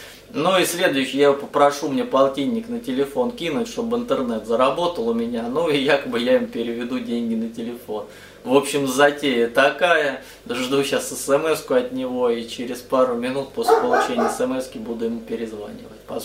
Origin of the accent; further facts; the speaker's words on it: Matveyevka, Rostov Oblast, Russia; Я просто из Матвеевки, но это рядом с Матвеевым Курганом, это Ростовская область, деревня.